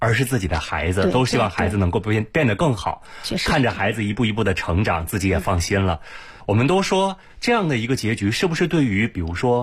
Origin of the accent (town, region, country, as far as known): China